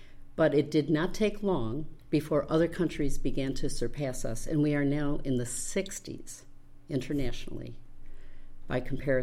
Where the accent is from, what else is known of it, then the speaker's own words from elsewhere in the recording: Rochester, New York, United States; I grew up in Rochester. My father had a restaurant up there